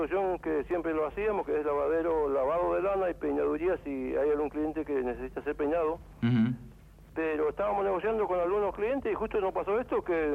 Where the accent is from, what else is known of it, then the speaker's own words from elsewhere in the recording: Corrientes, Argentina; now in Buenos Aires, Argentina; Yo soy de la provincia de Corrientes.